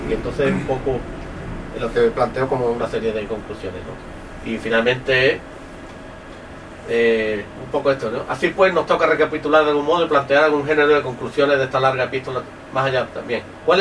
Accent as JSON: {"language": "Spanish", "region": "Andalusia", "country": "Spain", "tie": "born or raised there", "said": "eso dice en mi pueblo, pero en otras partes de Andalucía también"}